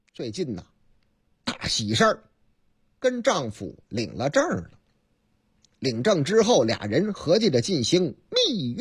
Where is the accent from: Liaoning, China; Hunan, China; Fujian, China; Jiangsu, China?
Hunan, China; 在我的老家湖南